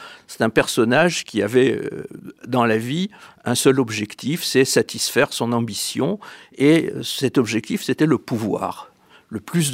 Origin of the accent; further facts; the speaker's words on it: France; vous savez, nous sommes Français.